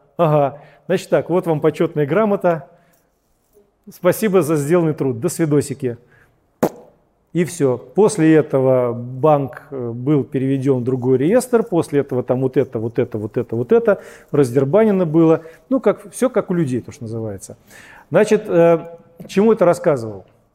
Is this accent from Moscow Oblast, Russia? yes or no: yes; Moscow Oblast, Russia; мой муж, свадьба у нас, и мы сюда переехали, он здесь вот работает. А так вообще-то я из Подмосковья.